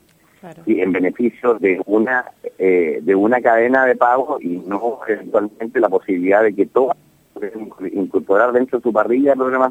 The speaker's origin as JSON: {"language": "Spanish", "country": "Chile", "said": "estaba simplemente reaccionando como un chileno frustrado"}